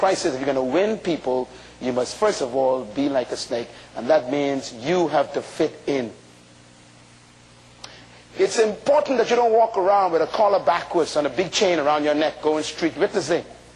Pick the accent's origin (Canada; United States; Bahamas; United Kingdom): Bahamas; Bain Town, New Providence; When I was growing up in Bain Town